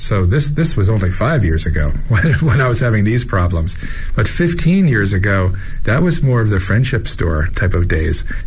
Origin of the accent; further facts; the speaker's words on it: New York, United States; now in China; I am from New York originally, and I've been in Asia for 25 years